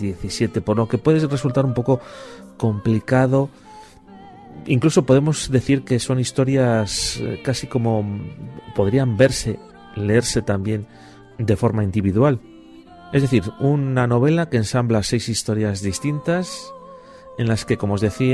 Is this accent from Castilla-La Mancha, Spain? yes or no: no; Basque Country, Spain; born there; porque nos une que ambos nacimos en el País Vasco